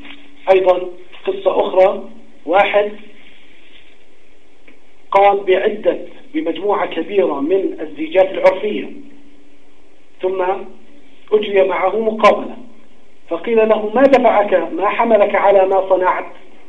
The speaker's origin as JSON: {"language": "Arabic", "country": "Jordan", "said": "طالب في جامعة خاصة عندنا في الأردن"}